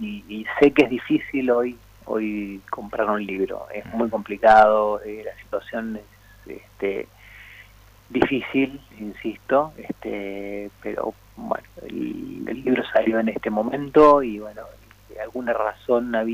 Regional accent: Mendoza, Argentina; soy un autor mendocino, está claro

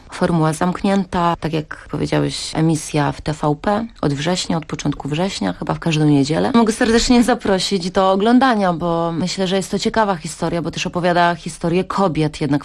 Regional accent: Kołobrzeg, West Pomeranian Voivodeship, Poland; also born or lived in Dygowo

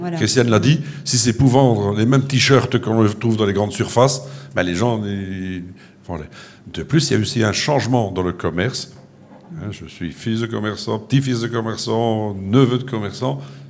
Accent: Le Touquet, Hauts-de-France, France; je suis originaire du Touquet.

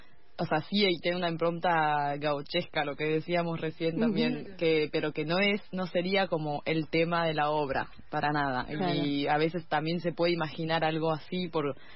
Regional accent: France; yo soy francesa

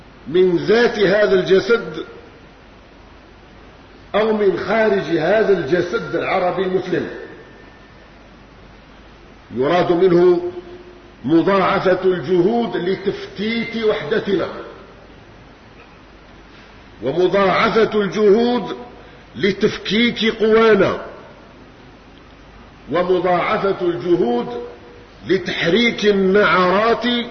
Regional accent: Algeria; إذ لسورية الحبيبة في قلوبنا نحن أبناء الجزائر مكانة عالية

